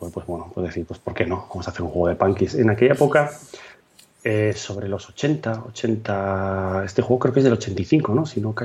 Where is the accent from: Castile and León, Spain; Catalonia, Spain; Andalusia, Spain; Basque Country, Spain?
Basque Country, Spain; Bilbao; fuimos varios amiguetes que vivíamos en aquí, pues somos de Bilbao